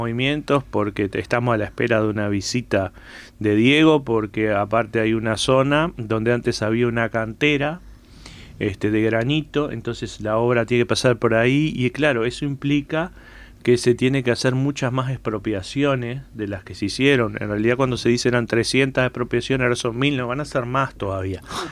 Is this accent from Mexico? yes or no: no; Las Piedras, Canelones, Uruguay; Vengo de Las Piedras, pero de la zona donde es territorio ocupado por UPM, por el ferrocarril para UPM.